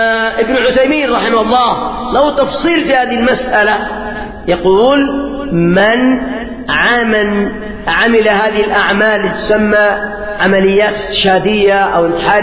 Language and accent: Arabic; Yemen; الثورة التي قيمت عندنا باليمن